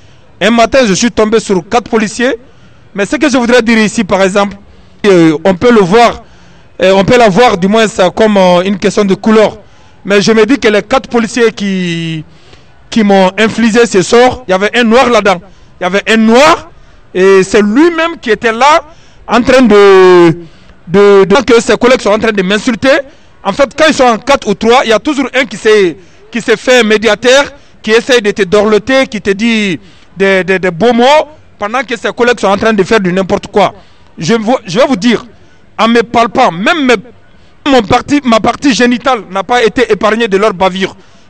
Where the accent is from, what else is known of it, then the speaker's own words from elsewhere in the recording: Guinea; now in Paris, France; Je suis guinéen de nationalité. Je suis agent de sécurité.